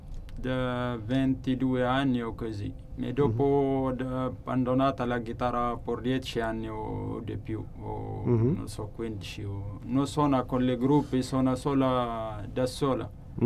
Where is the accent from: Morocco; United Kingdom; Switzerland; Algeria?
Algeria; Tamanrasset, Tamanrasset Province; Italian is a second language; del sud dell'Algeria, abito a Tamaracet e di là si fa la musica